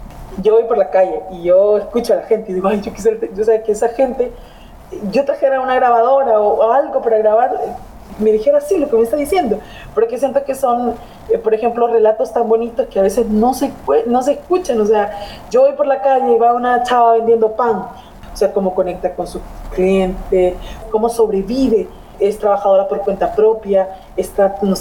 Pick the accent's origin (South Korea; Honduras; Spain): Honduras; Soy periodista hondureña que intenta contar historias que dignifiquen la vida de la gente.